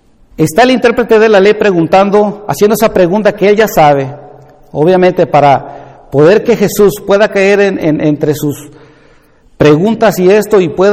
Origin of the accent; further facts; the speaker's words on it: Veracruz, Mexico; yo ahí soy de Veracruz, y en la ciudad chica en la que estaba yo ahí viviendo, nosotros éramos del barrio de Las Flores